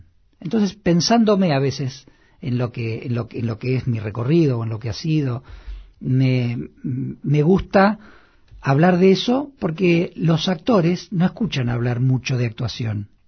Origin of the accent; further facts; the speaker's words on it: Argentina; now in Buenos Aires, Argentina; Yo soy un actor argentino de 49 años, padre de familia, que quizás sigue teniendo las mismas o dudas más profundas que cuando se vino a vivir a Buenos Aires.